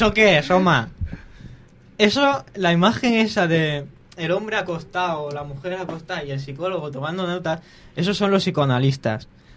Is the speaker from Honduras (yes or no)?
no; Alicante, Valencian Community, Spain; Pues yo vengo de Virgen del Remedio, de toda la vida del barrio. Y nada, pues tengo 19 años para 20.